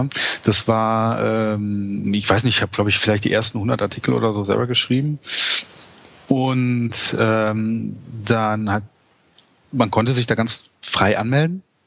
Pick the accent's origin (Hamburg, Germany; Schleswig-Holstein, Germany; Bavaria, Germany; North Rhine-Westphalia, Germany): North Rhine-Westphalia, Germany; ich komme eigentlich aus dem Ruhrgebiet